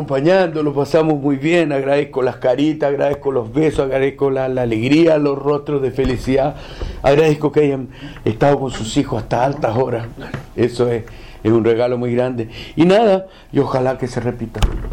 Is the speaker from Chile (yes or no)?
yes; Chile; No somos jaguares, somos chilenos. ¿Cachai? Y eso es lo que hay que entender. Y yo no soy el brasilero, yo soy chileno, güey.